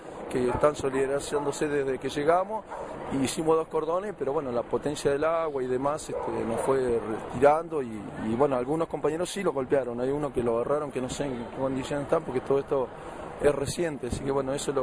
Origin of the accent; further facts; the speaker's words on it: Pico Truncado, Santa Cruz, Argentina; Nosotros somos del interior, de Pico Truncado, Santa Cruz